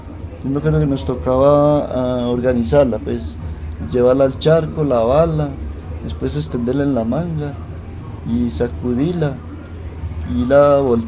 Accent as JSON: {"language": "Spanish", "town": "Santa Elena", "region": "Antioquia", "country": "Colombia", "tie": "born or raised there", "also_born_or_lived": "Medellín", "said": "Lo que pasa es que yo soy de aquí de Santa Elena, pero yo nací en Medellín."}